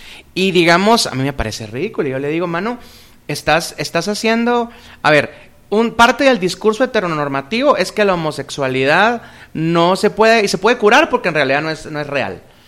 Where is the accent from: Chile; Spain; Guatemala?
Guatemala; born there; todos pertenecemos a un accidente geográfico llamado Guatemala, porque por casualidad aquí nacimos